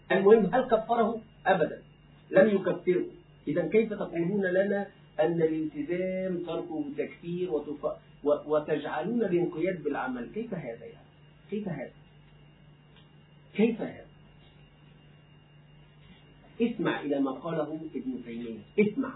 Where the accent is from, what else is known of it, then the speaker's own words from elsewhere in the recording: Egypt; أنا في بلدي مصر مستقر، لا أريد السفر إلى أي دولة